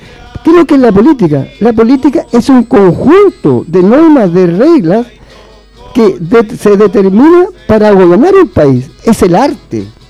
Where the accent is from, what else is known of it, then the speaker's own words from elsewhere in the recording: Chile; situaciones históricas que me tocó vivir como persona, como chileno